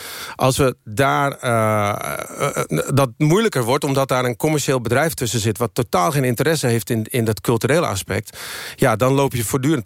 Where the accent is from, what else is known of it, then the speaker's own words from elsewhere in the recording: Netherlands; Ik kon heel goed uitleggen waarom ik als Nederlander die artiesten mee naar Europa wilde nemen.